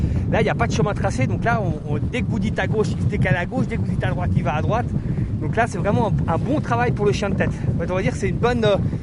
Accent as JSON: {"language": "French", "region": "Auvergne-Rhône-Alpes", "country": "France", "said": "De toute façon, déjà, je suis pas de l'Ain. Moi, je suis de Haute-Savoie."}